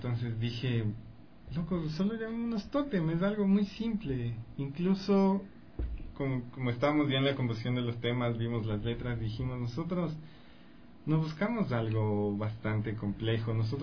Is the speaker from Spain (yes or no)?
no; Ecuador; lo que nosotros como ecuatorianos, lo que más nos representa.